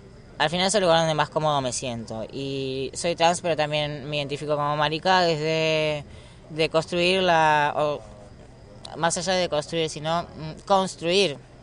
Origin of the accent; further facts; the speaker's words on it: Argentina; moved away; yo soy de Argentina y estoy acá hace poco